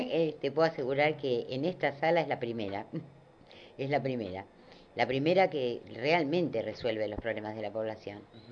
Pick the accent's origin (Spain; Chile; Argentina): Argentina; me indigna bastante, siendo argentina, ¿viste?